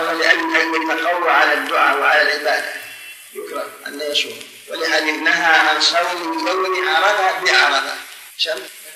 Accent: Riyadh, Riyadh Province, Saudi Arabia; المعلمين الآن ما لهم ضابط خاص عندنا في الرياض ما لهم ضابط

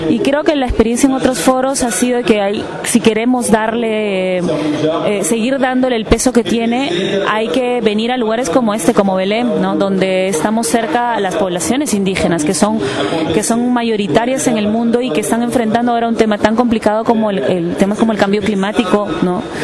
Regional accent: Peru; soy de Perú

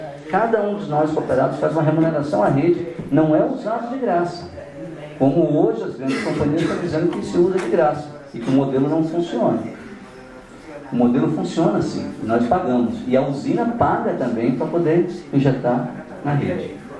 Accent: Amazon, Brazil; Lá no norte do Brasil, na Amazônia.

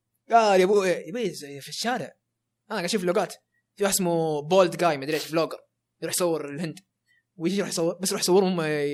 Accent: Saudi Arabia; يعني عندنا في السعودية ترى غير مختلفة

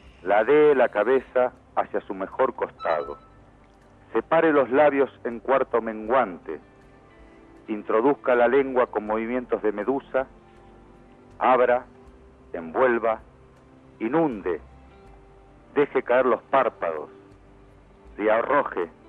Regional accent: Morón, Buenos Aires Province, Argentina; yo somos de Morón

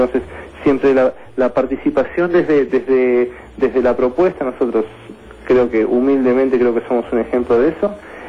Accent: Argentina; para que como argentinos no tengamos que seguir sufriendo muertes inocentes.

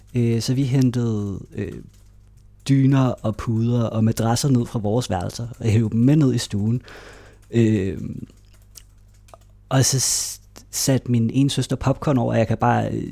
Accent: Greve, Zealand, Denmark; Og vi boede i Greve, Hundi, hvor jeg voksede op, mødte nogle venner allerede i børnehaven

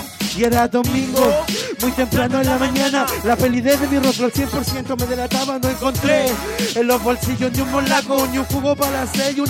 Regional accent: Chile; ¡Ey, Chile! Porque somos chilenos, hermano

